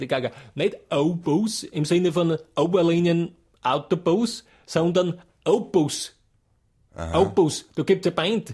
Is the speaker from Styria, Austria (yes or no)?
yes; Styria, Austria; ich komme aus der Steiermark, das ist eben ein Bundesland in Österreich.